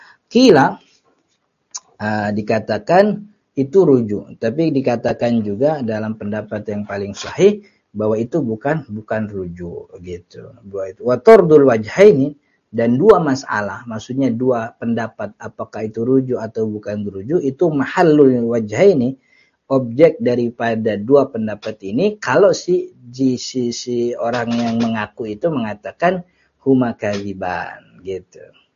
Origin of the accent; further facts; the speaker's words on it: Jakarta, Indonesia; kita orang Betawi mah kan enggak boleh jauh sama keluarga.